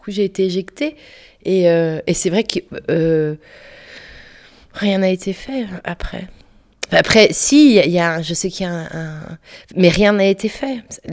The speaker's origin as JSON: {"language": "French", "country": "France", "said": "mais attends, je suis française"}